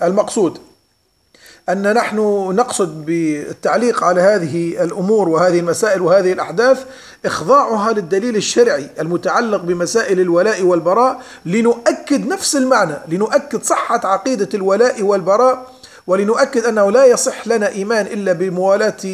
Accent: Libya; وخاصة في بلدنا ليبيا بالذات.

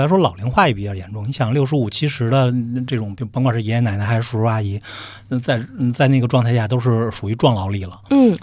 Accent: Mentougou, Beijing, China; 首先小时候呢，基本上我们都是在这个村子长大

